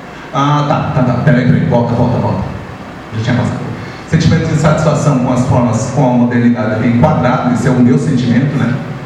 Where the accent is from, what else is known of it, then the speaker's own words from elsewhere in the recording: Paraná, Brazil; Eu sou paranaense, né?